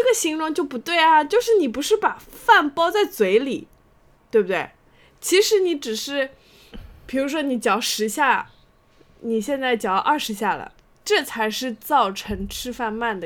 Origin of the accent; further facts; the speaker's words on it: Shanghai, China; 作为一个上海人，我觉得土豆就是主食，它不算蔬菜。